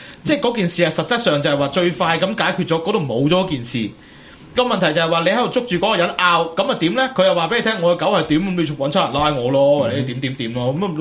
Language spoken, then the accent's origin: Cantonese; Hong Kong; 我係香港人嘅一份子，